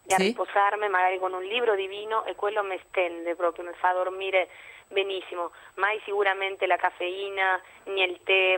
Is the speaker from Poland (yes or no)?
no; Argentina; now in Italy; nel mio caso che vado spessissimo nel mio paese, in Argentina